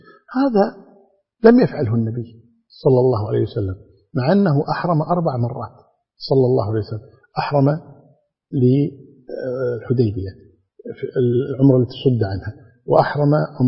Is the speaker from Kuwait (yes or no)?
yes; Kuwait; يبدأ الإنسان هذا الأمر عندنا في الكويت كمثال، عندما نخرج في الطائرة